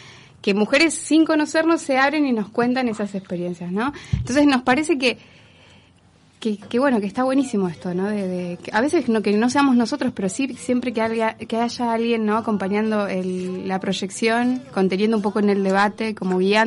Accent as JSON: {"language": "Spanish", "region": "Entre Ríos", "country": "Argentina", "said": "nosotros venimos de Entre Ríos."}